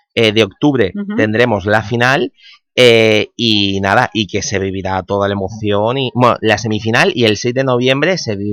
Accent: Spain; en esto de los videojuegos los españoles estamos aquí muy a tope

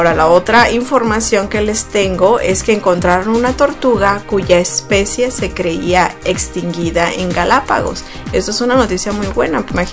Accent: Sonora, Mexico; si vives tú en Sonora, de donde yo soy, y vives ahí en Guaymas

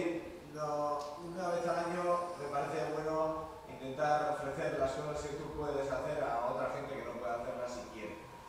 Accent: Basque Country, Spain; ya que venimos de Euskal Herria y a veces el lenguaje es problema y a veces es desconocimiento, ¿no?

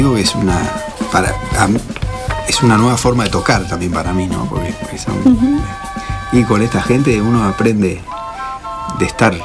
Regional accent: Montevideo, Uruguay; now in Mendoza, Argentina; Yo soy uruguayo, de Montevideo

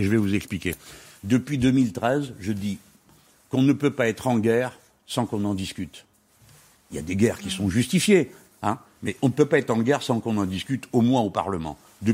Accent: France; Mais nous, les Français, nous avons le devoir de savoir ce que nous faisons.

